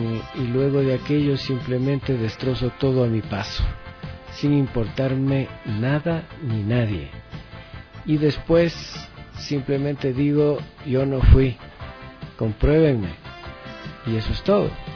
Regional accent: Ecuador; como todo ecuatoriano que tengo mis derechos

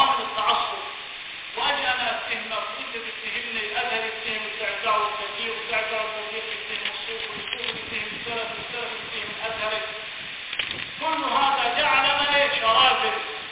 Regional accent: Upper Egypt, Egypt; نعم يا شيخ، في فرق كثير عندنا في الصعيد.

